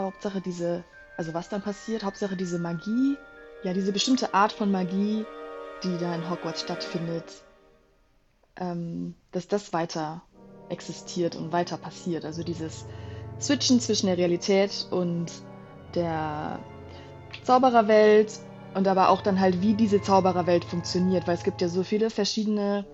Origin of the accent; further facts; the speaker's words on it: Düsseldorf, North Rhine-Westphalia, Germany; ich komme aus Düsseldorf